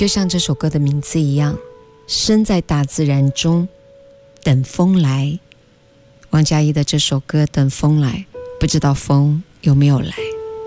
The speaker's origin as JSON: {"language": "Chinese", "country": "China", "said": "这是我们中国人最熟知的一种面对海的心境的描述"}